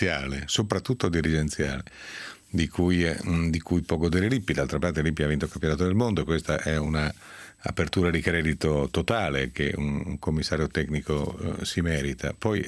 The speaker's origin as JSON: {"language": "Italian", "region": "Piedmont", "country": "Italy", "tie": "born or raised there", "said": "come si dice dalle mie parti, nel basso Piemonte."}